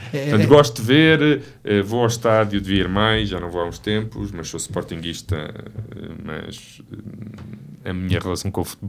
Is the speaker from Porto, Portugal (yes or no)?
no; Figueira da Foz, Coimbra, Portugal; also born or lived in Lisbon; apesar da minha família ser toda de Santarém, eles radicaram-se na Figueira da Foz e eu passei quase toda a minha vida na Figueira da Foz.